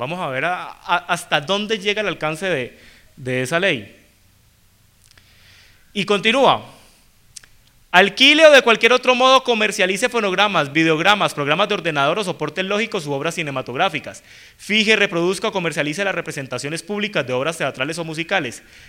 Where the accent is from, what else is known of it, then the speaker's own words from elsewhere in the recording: Cali, Valle del Cauca, Colombia; now in Bogotá, Colombia; yo vivo en Bogotá, yo soy caleño, pero pues hace 8 años vivo en Bogotá